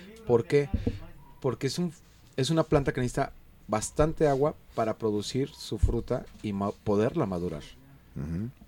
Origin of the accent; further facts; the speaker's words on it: Juanacatlán, Jalisco, Mexico; para toda la gente bonita de mi pueblo y de mi rancho, Juanacatlán y San Antonio.